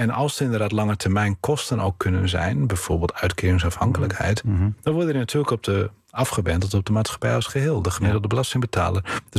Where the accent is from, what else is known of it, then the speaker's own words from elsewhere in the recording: Bolsward, Friesland, Netherlands; een ander voorbeeld van waar ik vandaan kom, Bolsward, was sinds 1455 een onafhankelijke gemeente.